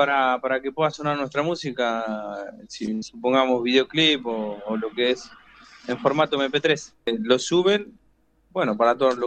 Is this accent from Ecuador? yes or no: no; General Belgrano, Buenos Aires Province, Argentina; Tengo todos mis músicos en Capital, yo soy de General Belgrano.